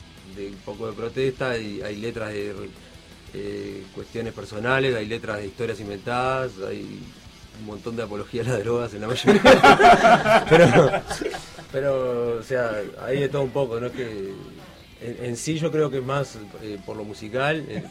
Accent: Ciudad de la Costa, Canelones, Uruguay; Nosotros somos Ciudad de la Costa.

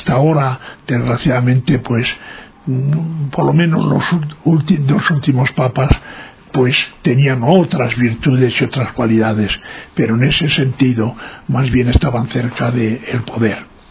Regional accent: Spain; moved away as an adult; now in Ecuador; cuando vine de España, en vez de venir directamente a Ecuador, me había comprometido para hacer un trabajo de sociología en Mato Grosso y demás.

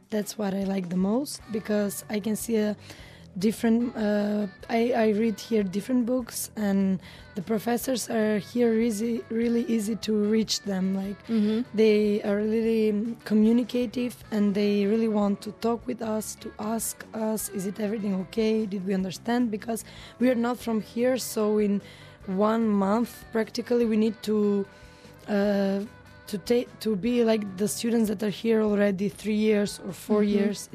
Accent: North Macedonia; English is a second language; And I study in Macedonia. I'm from Macedonia.

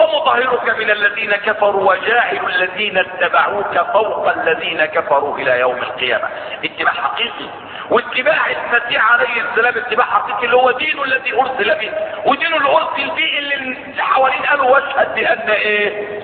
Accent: Egypt; إن إحنا كمصريين هنا

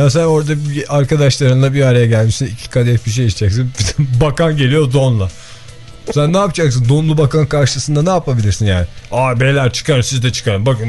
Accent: Izmir, İzmir, Turkey; Yani bir İzmirli olarak bunu açık yüreklilikle söyleyebilirim.

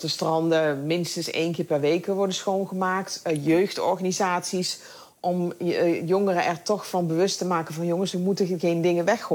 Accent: Netherlands; dan ben ik misschien ouderwets opgevoed in Nederland.

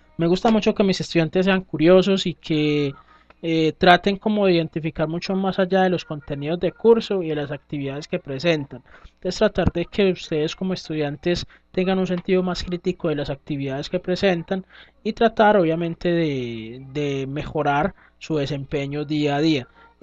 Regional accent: Antioquia, Colombia; Sí, es como mi acento, aunque a veces me dicen que no parezco paisa, pero bueno.

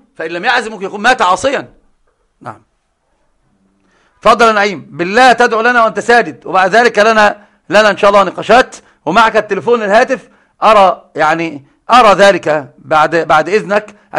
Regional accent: Upper Egypt, Egypt; زي صعيدة اللي عندنا، أنا صعيدي أيضا

